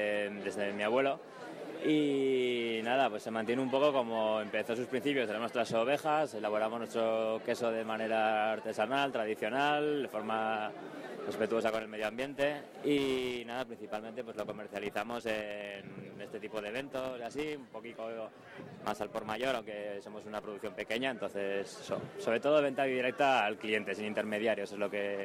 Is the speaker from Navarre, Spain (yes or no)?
yes; Uztarroz, Navarre, Spain; Venimos de Uztarroz, de una quesería familiar que tenemos allá en la entrada al pueblo